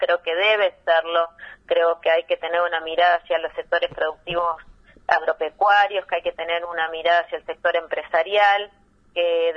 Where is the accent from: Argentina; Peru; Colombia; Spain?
Argentina; pero somos argentinos y queremos defender los intereses de nuestro país